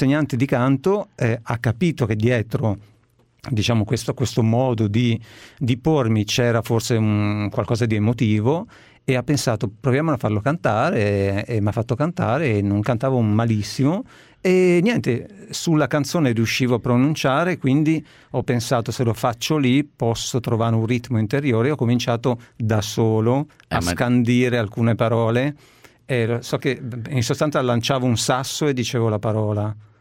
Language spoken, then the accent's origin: Italian; Castelleone, Lombardy, Italy; born there; Sono nato vicino a Cremona.